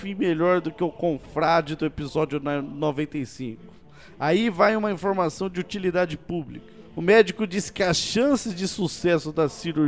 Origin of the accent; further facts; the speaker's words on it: São José dos Campos, São Paulo, Brazil; sou de São José dos Campos também.